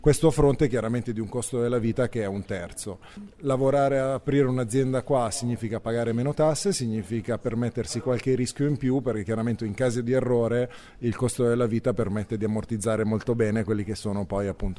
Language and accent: Italian; Lombardy, Italy; now in Izmir, Turkey; ho 37 anni, sono della provincia di Varese. Qua a Izmir